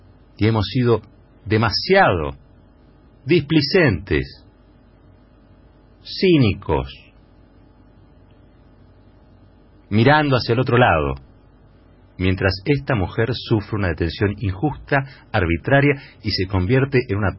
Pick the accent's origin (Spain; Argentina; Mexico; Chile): Argentina; Me avergüenza como argentino que hayamos llegado a esta situación.